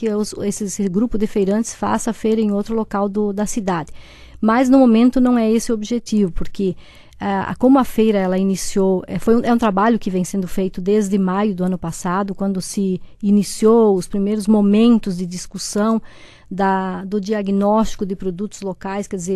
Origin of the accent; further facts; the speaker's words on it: Santa Catarina, Brazil; porque eu venho do Oeste, então eu tenho a minha história é feita no Oeste.